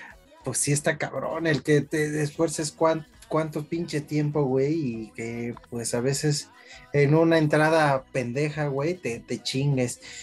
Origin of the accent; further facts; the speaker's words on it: Mexico; Me da gusto como mexicano, me da gusto.